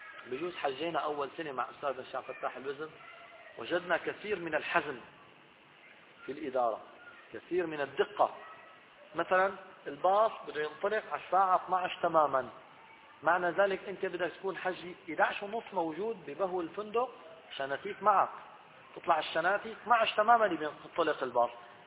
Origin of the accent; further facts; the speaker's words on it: Syria; في الحقيقة أن الناس خصوصا نحن عندنا الحج من سوريا أو من الشام نعاني من هذه النقطة.